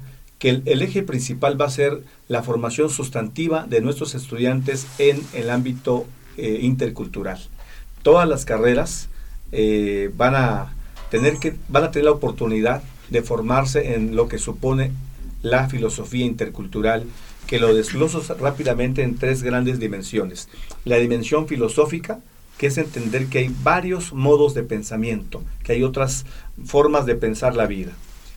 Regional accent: Chiapas, Mexico; first language Tzeltal; Spanish is a second language; Bueno, les he hablado en mi lengua madre, que es la lengua maya tzeltal.

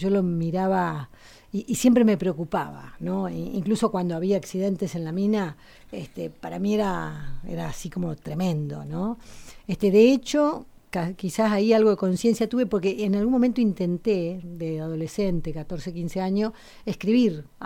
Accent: Río Turbio, Santa Cruz, Argentina; Mi pueblo en Río Turbio. Yo crecí en Río Turbio, que tiene las minas de carbón

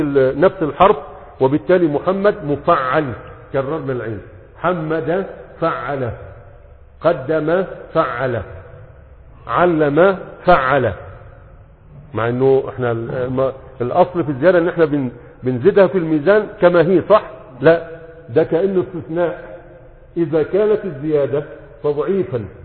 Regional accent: Egypt; قديما كان عندنا في مصر يقول لك على المسرح يقولوا مرتح

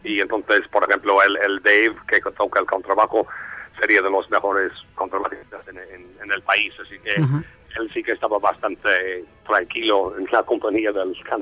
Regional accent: Ireland; Spanish is a second language; Soy irlandés. Pasé 3 años en España, años atrás.

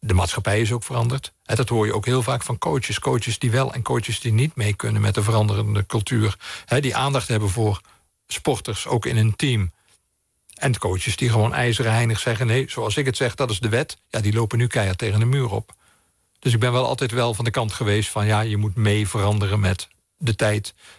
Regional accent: Limburg, Netherlands; moved away as an adult; nee, ik ben Limburger, maar ik ben gestopt toen ik uit Limburg vertrok. Toen ik ging studeren en daarna heb ik nooit mijn carnaval gevierd.

